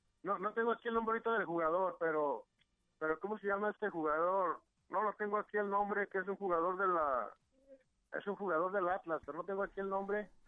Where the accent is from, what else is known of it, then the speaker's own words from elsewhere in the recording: Mexico; y como mexicanos, siente uno un poco de vergüenza